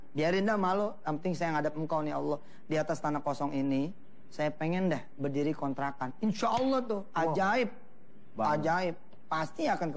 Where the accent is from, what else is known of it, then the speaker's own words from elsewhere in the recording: Jakarta, Indonesia; Ribet, saya ini orang Betawi ya, gak demen dikecilin orang.